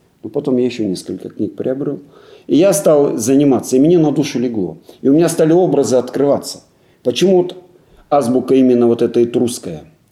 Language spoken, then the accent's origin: Russian; Altai Krai, Russia; born there; родился на Алтае. Предки жили все с Алтая. Ну, как всегда, я в 1966 году родился, 9 августа.